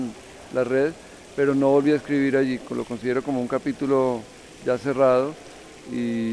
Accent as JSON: {"language": "Spanish", "country": "Colombia", "said": "soy curador colombiano."}